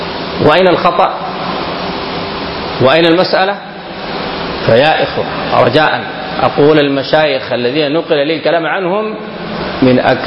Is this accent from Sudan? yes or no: yes; Sudan; فالقوم أثروا في كثير من الناس هنا في بلدنا السودان.